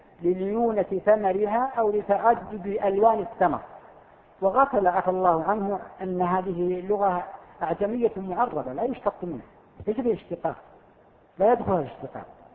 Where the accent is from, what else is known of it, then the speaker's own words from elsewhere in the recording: Al-Qassim, Saudi Arabia; حرف مستعمل عندنا في القصيم